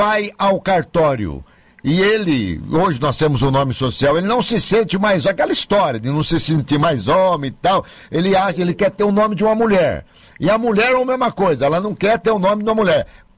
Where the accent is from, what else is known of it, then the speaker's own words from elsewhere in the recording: Mogi Mirim, São Paulo, Brazil; born there; eu tenho que fazer em Campinas ou em Mojimirim, onde eu nasci?